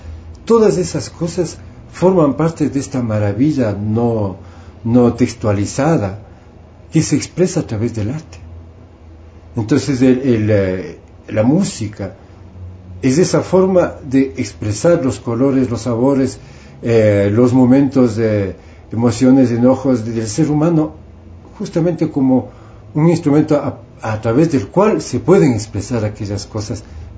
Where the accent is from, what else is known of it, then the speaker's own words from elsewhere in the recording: Ecuador; como soy orgullosamente ecuatoriano y soy orgullosamente músico popular